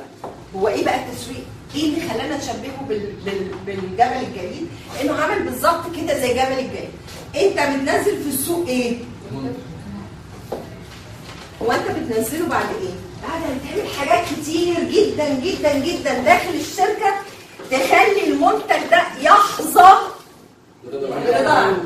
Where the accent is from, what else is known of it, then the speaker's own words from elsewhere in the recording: Egypt; يعني انا مصري هاكل اللي موجود في مصر بالثقافه بتاعتي